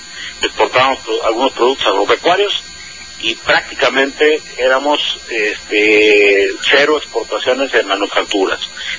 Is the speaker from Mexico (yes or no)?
yes; Hermosillo, Sonora, Mexico; Yo te digo, yo soy de Hermosillo.